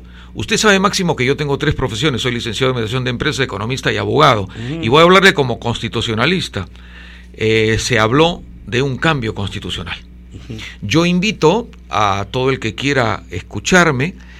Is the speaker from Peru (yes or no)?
yes; Lima, Peru; born there; Yo nací acá, en los Barrios Altos, en una casa con techos muy altos.